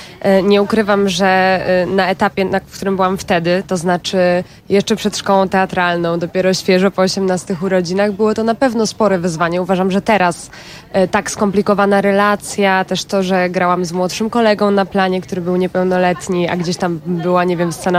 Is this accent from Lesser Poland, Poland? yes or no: no; Warsaw, Masovian Voivodeship, Poland; Jeszcze w związku z tym, że ja jestem z Warszawy